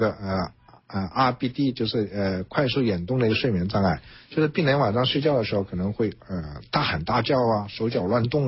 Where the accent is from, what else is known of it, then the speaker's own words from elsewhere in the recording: China; 那我们中国人口众多，目前也慢慢进入老年化社会了